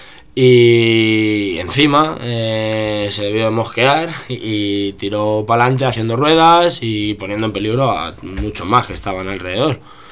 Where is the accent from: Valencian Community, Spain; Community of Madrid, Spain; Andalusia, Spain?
Community of Madrid, Spain; Getafe; Yo soy de Getafe y con amigos de allí